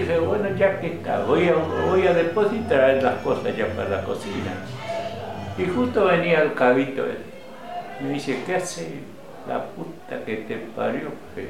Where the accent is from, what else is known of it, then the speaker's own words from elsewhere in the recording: Corrientes, Argentina; Y viste, como buen correntino, ya quedó ese dolor.